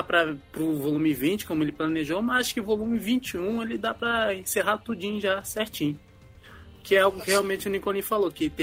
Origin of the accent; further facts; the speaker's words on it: Rio de Janeiro, Brazil; Eu, como sou carioca, pô, eu me senti representado pra caramba, cara.